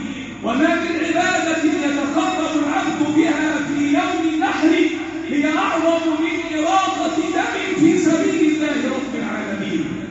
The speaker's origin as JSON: {"language": "Arabic", "country": "Egypt", "said": "احفظ بلدنا مصر"}